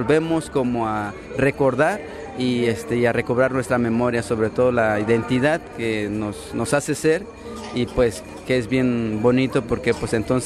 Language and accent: Spanish; Guerrero, Mexico; now in Mexico City, Mexico; aunque no fueran de mi pueblo, por lo menos de Guerrero, pues, ¿no?